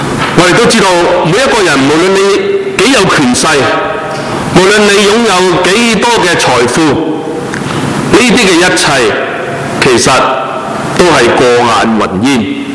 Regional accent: China; 人都会是惧怕死亡特别是我们中国人

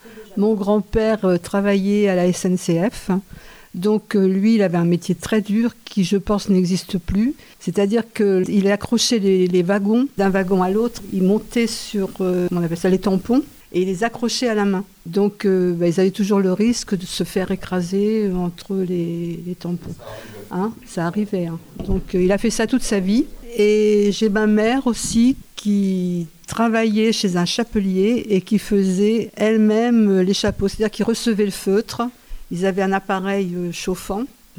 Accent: Douai, Hauts-de-France, France; Je ne suis pas de la campagne. Je n'ai pas été élevée en campagne. Moi, je viens du nord, de Douai.

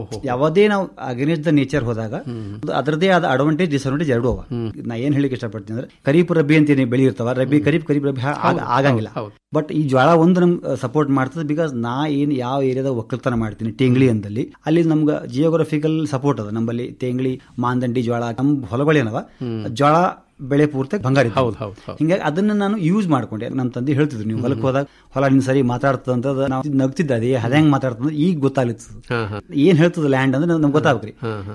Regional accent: Tengli, Karnataka, India; ಮೂಲತಃ ಟೆಂಗ್ಳಿ ಗ್ರಾಮದವನು.

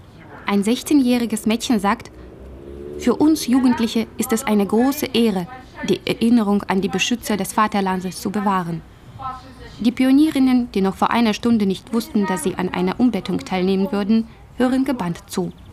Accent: Chausy, Mogilev Region, Belarus; moved away; Mindestens einmal im Jahr fahre ich nach Chausse. Das ist meine Heimatstadt. Sie hat 10.000 Einwohner und liegt im Osten von Belarus, 70 Kilometer von der russischen Grenze entfernt.

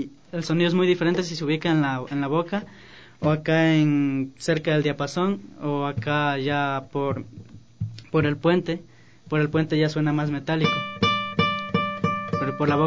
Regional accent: Santa Elena, Ecuador; now in Quito, Ecuador; nos vinimos a vivir acá a la capital para justamente mejorar nuestro arte. Porque, como dije, somos de Santa Elena.

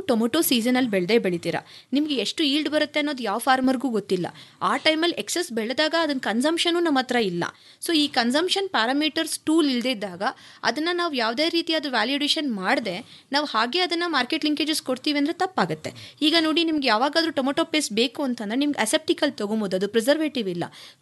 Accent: Bengaluru, Karnataka, India; ನಾನು ಮೂಲತಃ ಬ್ಯಾಂಗ್ಳೂರು.

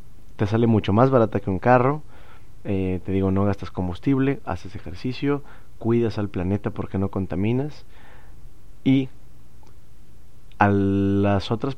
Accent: Monterrey, Nuevo León, Mexico; vamos a estar ahí en una carnilla asada, como buenos regiomontanos.

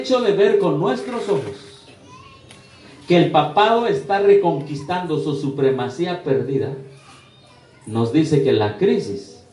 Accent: Tlahuelilpan, Hidalgo, Mexico; ¿Qué pasó allá en mi pueblo? ¿En Hidalgo? ¿En Tlahuelilpan?

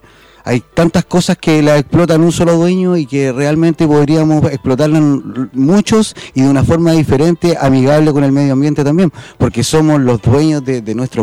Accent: Buenos Aires, Argentina; porque acá somos todos porteños.

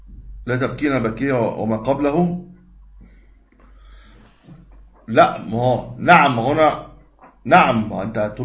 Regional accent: Egypt; ودي موجودة طبعا عندنا في مصر

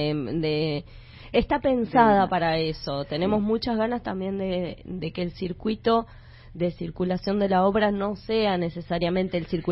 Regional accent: Mendoza, Argentina; now in Buenos Aires, Argentina; Yo soy de Mendoza y hace unos años vivo también en Capital.

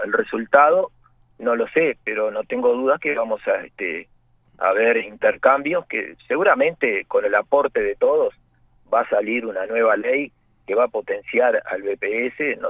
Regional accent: Uruguay; somos todos los uruguayos a través de nuestros aportes

